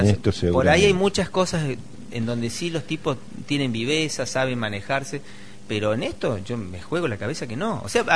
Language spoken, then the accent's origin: Spanish; Córdoba, Argentina; También soy cordobés y he vivido el rally también de chico en mi zona y todo